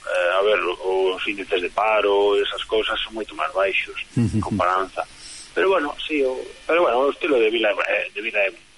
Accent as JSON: {"language": "Galician", "town": "Ferrol", "region": "Galicia", "country": "Spain", "said": "non son da Costa da Morte, Son da zona de Ferrol, que é para, xa máis hacia o este da Coruña, é a Rías Altas, e por aí, tamén é costa da provincia da Coruña, sí. Pero bueno, sí, eu, de feito, agora mesmo estou xa falando desde Ferrol."}